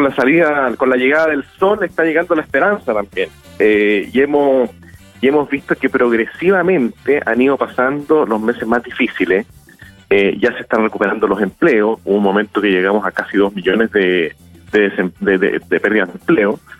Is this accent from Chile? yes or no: yes; Chile; porque como buen chileno, vamos a último minuto a comprar los regalos de Navidad.